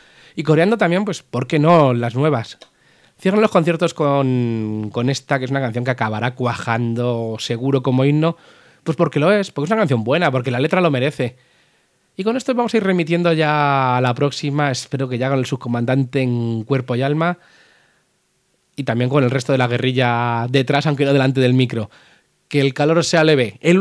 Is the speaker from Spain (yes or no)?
yes; Pinto, Community of Madrid, Spain; me lo estaría en mi casa, me lo estaría en Pinto, y fue súper, súper guay verles aquí en casa, en mi pueblo, con mis amigos